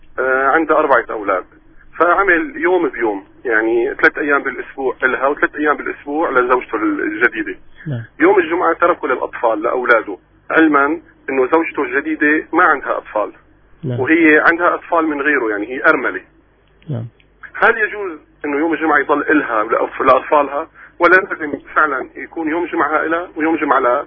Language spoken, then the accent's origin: Arabic; Damascus, Damascus Governorate, Syria